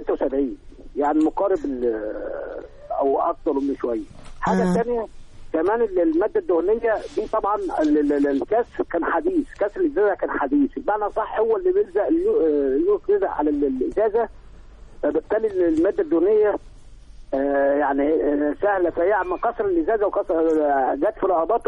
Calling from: Sharqia Governorate, Egypt; من الشرقية يا فندم

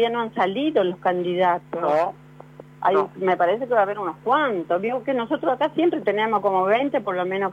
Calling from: Buenos Aires, Argentina; de Capital.

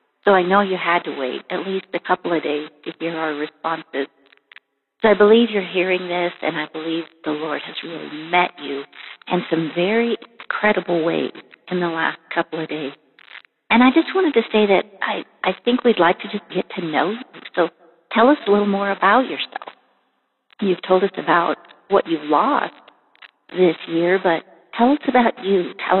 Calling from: Nebraska, United States; I'm calling from Nebraska

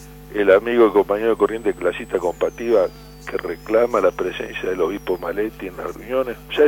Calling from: Paraná, Entre Ríos, Argentina; Vengo de Paraná

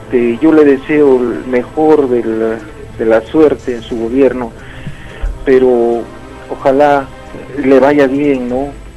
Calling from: Arequipa, Peru; de Arequipa.

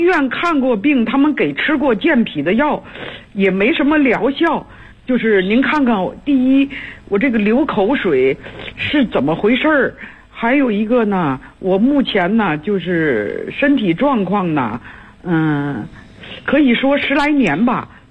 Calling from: Tianjin, China; 嗯，我是天津的这个学员。

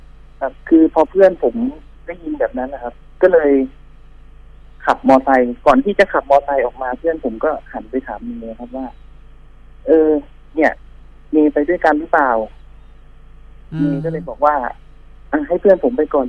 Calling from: Bangkok, Thailand; ที่เดิมครับแถวพระราม3เหมือนเดิมคร

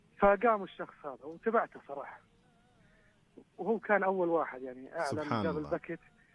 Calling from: Turaif, Northern Borders, Saudi Arabia; تحدث من محافظة طريف

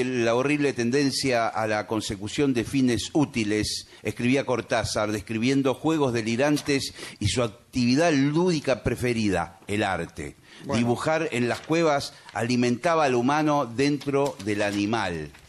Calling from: González Catán, Buenos Aires Province, Argentina; de González Catán.

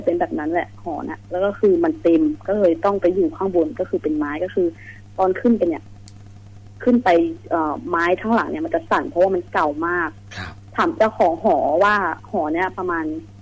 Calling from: Kamphaeng Phet, Thailand; คืนนี้อยู่กำแพงเพชรค่ะพี่อยู่หอค่ะ

